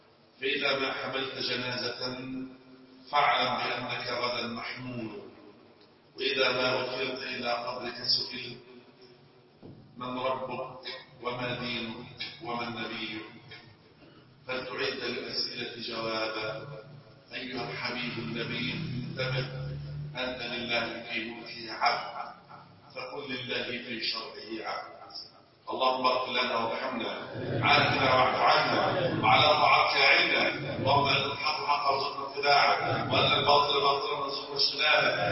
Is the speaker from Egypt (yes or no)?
yes; Egypt; اللهم احفظ بلدنا مصر وسائر بلاد